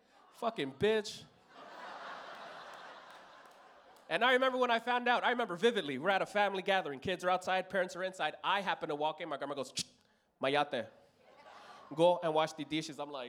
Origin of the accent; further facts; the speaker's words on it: Los Angeles, California, United States; And it was weird growing up in East LA, very weird, because I'm the first black kid born into my mother's family.